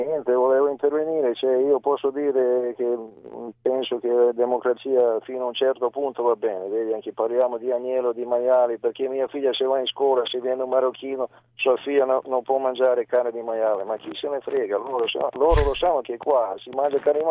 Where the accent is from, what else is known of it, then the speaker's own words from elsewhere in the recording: Serbia; now in Italy; io sono serbo di origine.